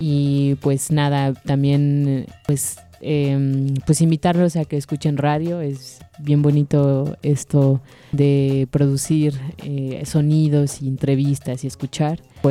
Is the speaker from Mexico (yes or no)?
yes; Mexico City, Mexico; tú dices que todos somos culeros porque somos de la ciudad